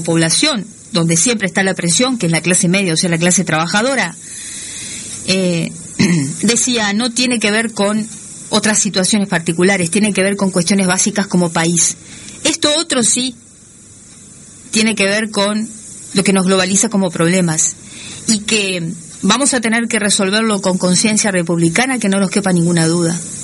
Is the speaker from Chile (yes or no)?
no; Uruguay; porque nosotros, como buenos uruguayos, somos ombliguistas